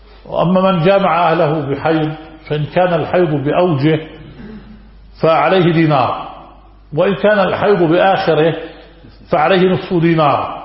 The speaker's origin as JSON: {"language": "Arabic", "town": "Haifa", "country": "Palestine", "said": "نحن من فلسطين المحتلة الجريحة"}